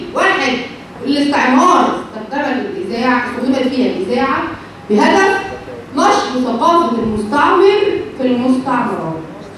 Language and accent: Arabic; Egypt; احنا كمصريين كان بتاعنا كان عبارة عن حدود كده